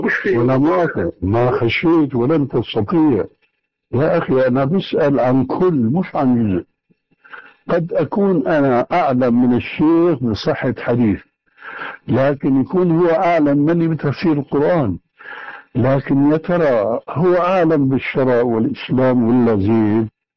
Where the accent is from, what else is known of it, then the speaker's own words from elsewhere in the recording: Syria; يقولون عندنا في الشام